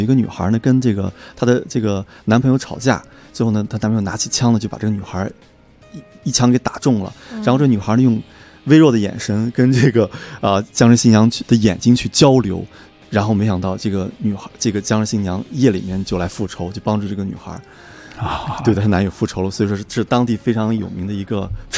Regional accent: China; 因为我觉得我是一个中国人，我走到哪里都不会忘记自己中国人。

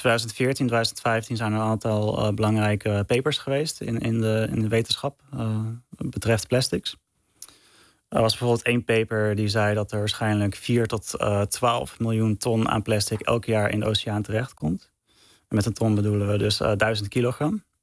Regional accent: Castricum, North Holland, Netherlands; also born or lived in Amsterdam; Ja, ik ben geboren in Amsterdam. Maar ik ben opgegroeid in Castricum in principe. Dus naast de Noordzee.

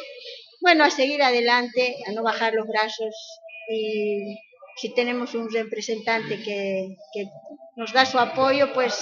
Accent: Uruguay; Yo soy, no voy a decir que soy uruguaya, pero parte de mi vida, yo vine muy jovencita. Entonces me crié acá, ¿no?

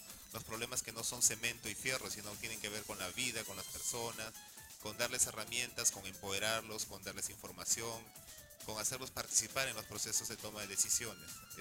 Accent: Callao, Peru; trabajar en el Callao es un desafío, y eso lo digo siendo chalaco.

